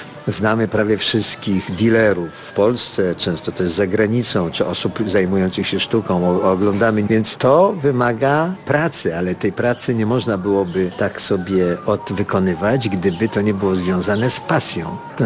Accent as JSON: {"language": "Polish", "town": "Wrocław", "region": "Lower Silesian Voivodeship", "country": "Poland", "tie": "born or raised there", "said": "Jestem wrocławianinem z urodzenia. Studiowałem we Wrocławiu, żonę znalazłem sobie we Wrocławiu, dzieci moje się urodziły we Wrocławiu, mieszkam we Wrocławiu."}